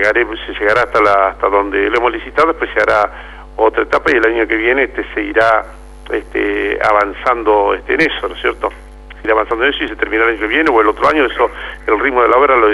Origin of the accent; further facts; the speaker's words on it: Saladillo, Buenos Aires Province, Argentina; seguiré trabajando en la vida política de mi pueblo, acá en Saladillo